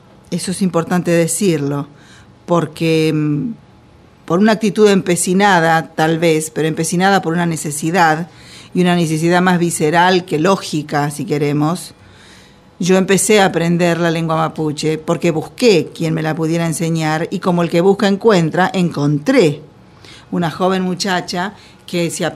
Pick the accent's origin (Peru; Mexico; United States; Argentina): Argentina; Los Toldos, Buenos Aires Province; O sea que soy bonaerense, si queremos, de la pampa húmeda.